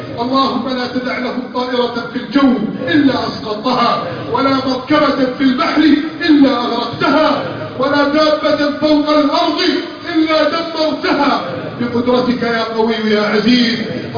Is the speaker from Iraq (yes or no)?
no; Egypt; اللهم احف بلدنا مصر من كيد الكائدين وحقد الحاقدين